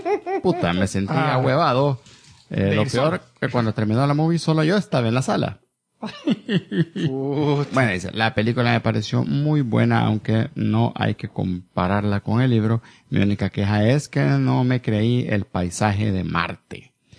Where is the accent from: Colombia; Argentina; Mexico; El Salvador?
El Salvador; yo soy de El Salvador, sí.